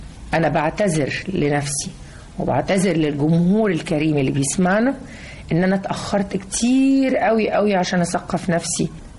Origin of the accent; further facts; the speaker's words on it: Egypt; احنا ناس مصريين محافظين لحد دلوقتي على ريحة الكحك في العيد